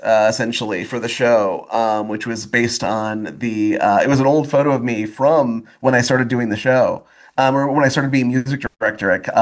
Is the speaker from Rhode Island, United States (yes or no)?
no; Grand Blanc, Michigan, United States; From my hometown of Grand Blanc, Michigan.